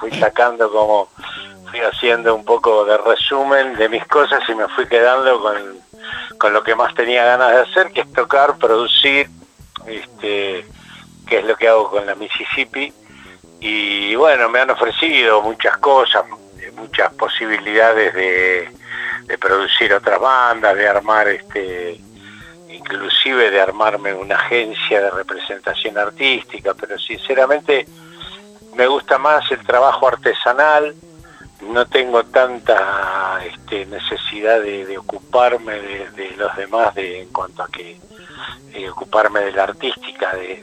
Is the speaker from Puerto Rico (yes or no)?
no; Florida, Buenos Aires Province, Argentina; yo nací en Capital, pero me crié en Florida, Vicente López, ese fue mi barrio natal